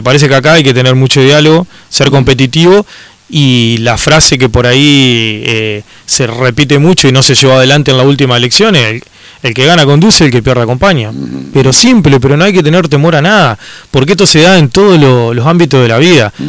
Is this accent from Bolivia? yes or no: no; Concordia, Entre Ríos, Argentina; soy un ciudadano de Concordia que me preocupo por lo que está pasando